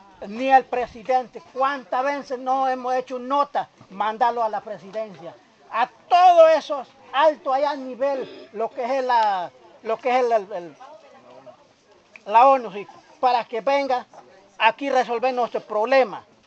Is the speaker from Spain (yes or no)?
no; Panama; Y cuando nosotros no esperamos con este gobierno, como panameños, nos viene pedir el voto